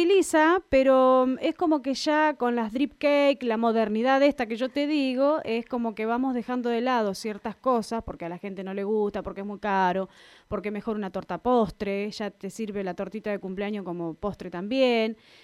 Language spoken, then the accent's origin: Spanish; Miguel Riglos, La Pampa, Argentina; also born or lived in Tomás Manuel de Anchorena; Nacida, criada hasta los 9 años en Tomás Manuel de Anchorena y hasta después me vine a Miguel Riglos a poder tener un secundario y demás que en la localidad no había. Nos trasladamos con mi familia a Miguel Riglos.